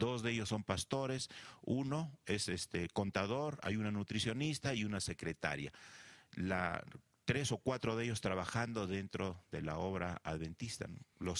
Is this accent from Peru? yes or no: yes; Peru; Yo vengo del Perú